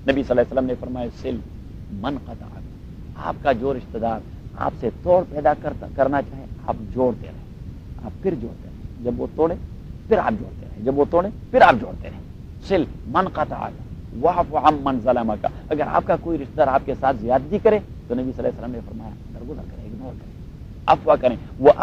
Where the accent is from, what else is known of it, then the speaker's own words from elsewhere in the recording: Lahor, Khyber Pakhtunkhwa, Pakistan; لاہور میرا علاقہ ہے, سوابی میرا ضلع ہے, صحیح ہے, این ڈبلیو ایف پی میرا صوبہ ہے, پٹھانوں کا اور پشتونوں کا.